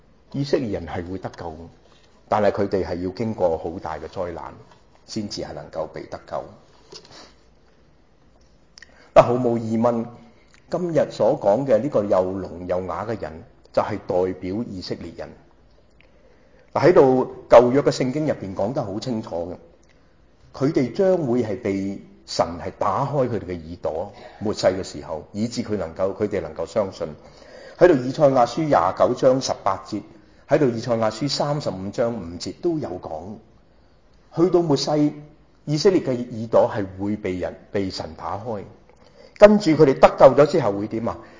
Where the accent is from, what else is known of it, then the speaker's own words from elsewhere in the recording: China; 不理你是不是犹太人定是希利尼人定是甚至我们中国人